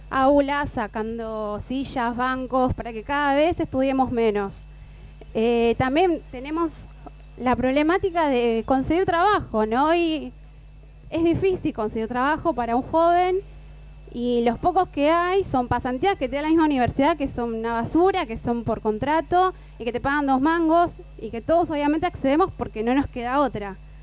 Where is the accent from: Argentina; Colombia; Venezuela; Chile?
Argentina; Gregorio de Laferrere, Buenos Aires Province; Lo veo todos los días, yo soy de La Ferrere